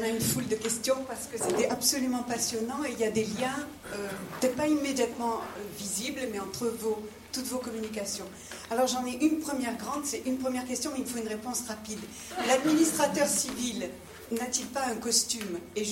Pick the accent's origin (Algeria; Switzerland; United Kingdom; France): Algeria; je viens d'Algérie. Vu mon âge, vous le voyez, j'ai vécu la période de colonisation. Évidemment, du côté des Européens, c'est-à-dire juifs, chrétiens et libres penseurs, plutôt que du côté arabo-berbère